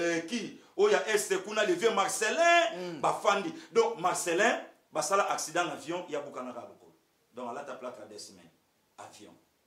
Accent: Équateur, DR Congo; Je suis de l'Équateur, tribu Mongo.

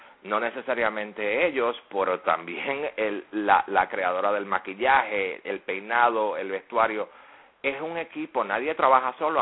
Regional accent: Puerto Rico; En el caso mío, como puertorriqueño, yo nací ciudadano norteamericano.

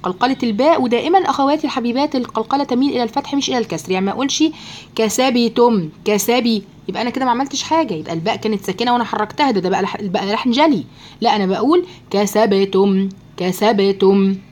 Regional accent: Egypt; يغلب بقى أنا مصرية بقى

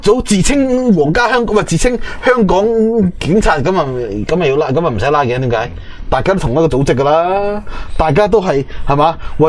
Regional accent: China; 我哋作为中国人啦，要讲礼义廉耻。

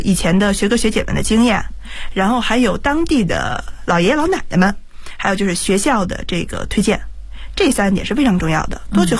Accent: Beijing, China; 因为毕竟我是土生土长在北京的一个孩子，

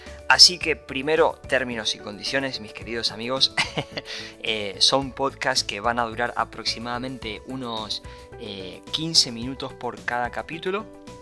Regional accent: Argentina; born there; nací en Argentina, soy hijo único y me crié con una madre soltera. Y la verdad es que no fue nada sencillo, no fue nada simple porque la verdad es que vengo de una familia muy humilde

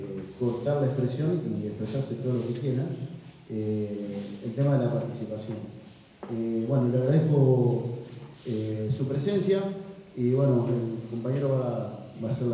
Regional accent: Villa Constitución, Santa Fe, Argentina; soy acá de Hacienda, Villa Constitución.

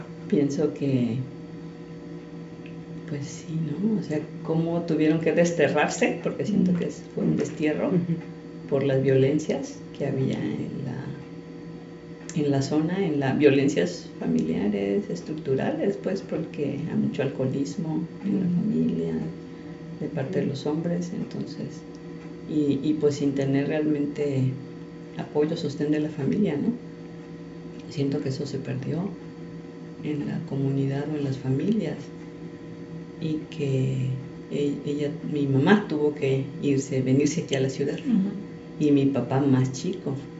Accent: Sinaloa, Mexico; porque yo crecí en Sinaloa.

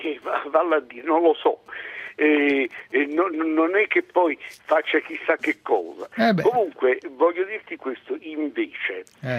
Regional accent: Naples, Campania, Italy; Noi siamo napoletani.

